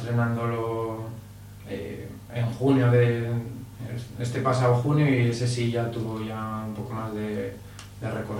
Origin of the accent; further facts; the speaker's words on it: Pola de Siero, Asturias, Spain; grabada en muy pocos días en Pola de Sierra, que es de donde yo soy.